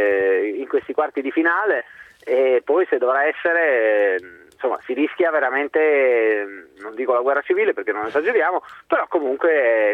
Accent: Rome, Lazio, Italy; now in Madrid, Spain; Lo so, sono di Roma, alla fine, dai, tutti qua ci nasciamo col motorino, dai.

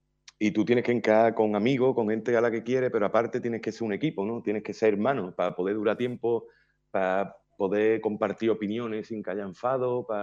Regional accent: Chiclana de la Frontera, Andalusia, Spain; yo sí que soy andaluz, sí que soy de aquí de Chiclana

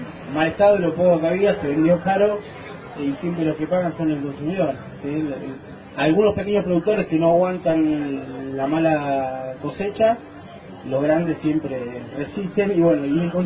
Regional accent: Bahía Blanca, Buenos Aires Province, Argentina; Sí, vengo de Bahía Blanca

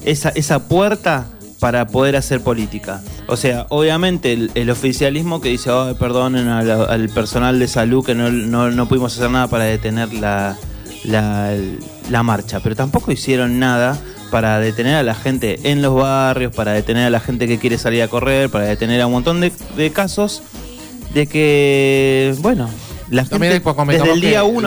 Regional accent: Argentina; al menos los argentinos, no olvidarnos que antes de ser de un partido político, somos argentinos.

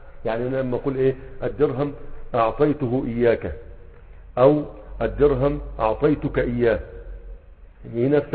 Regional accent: Egypt; يعني عندنا في مصر يقول لك فلان هيجيب لك الكافية

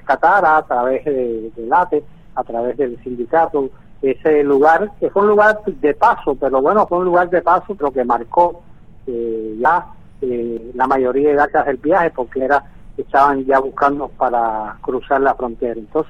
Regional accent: Caracas, Capital District, Venezuela; born there; Yo nací en Caracas, Venezuela, en el año 57.

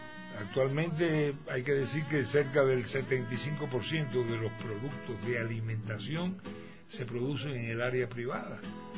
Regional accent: Santa Clara, Villa Clara, Cuba; No es que sea solamente de mi pueblo, de Santa Clara.

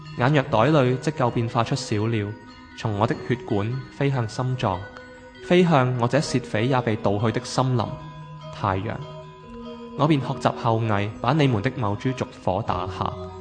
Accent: Hong Kong; 始终都系以翻我自己身为一个香港人去写咯

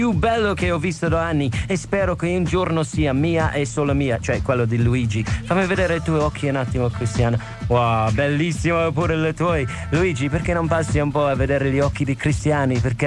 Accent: Ireland; Italian is a second language; io non sono l'unico straniero che lavora in questa stazione, io sono irlandese

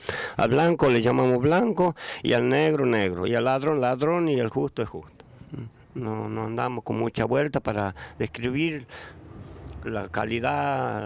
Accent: Chaco, Argentina; Yo soy argentino, soy nacido y criado, nacido y malcriado, como se dice el dicho, en la zona chaqueña, en la criolla.

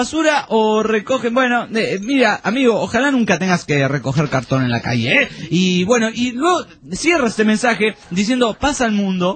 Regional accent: Paraguay; soy del Paraguay. Este es el amigo del Paraguay.

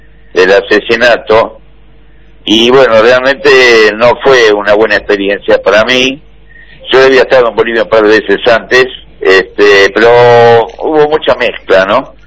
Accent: Córdoba, Argentina; born there; Yo en realidad nací después en Córdoba.

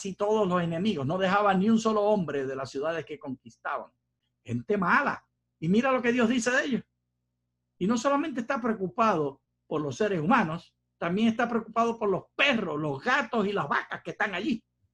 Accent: Puerto Rico; de mis tiempos de niño en Puerto Rico decíamos así

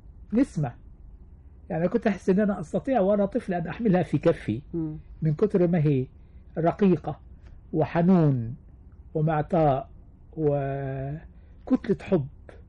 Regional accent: Kafr El Sheikh Governorate, Egypt; فابتديت اتصالح على اسم النطاف، وابتديت احب قريتي الجميلة.

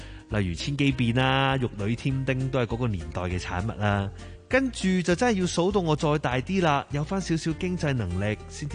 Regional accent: Hong Kong; 又几似我哋香港人啊！

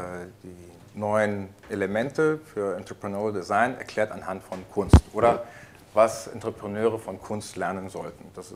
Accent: Ajijic, Jalisco, Mexico; German is a second language; Dieses Phänomen haben wir auch in Mexiko. Ich komme aus Ajijic, das ist ein kleines Dorf am Rande des Chapala-Sees.

